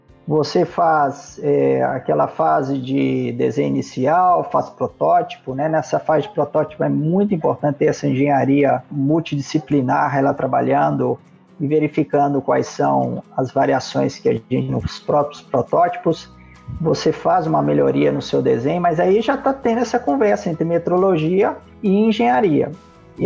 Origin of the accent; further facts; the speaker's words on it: Brazil; born there; Eu nasci no Brasil, então nunca aprendi uma língua estrangeira no meu berço.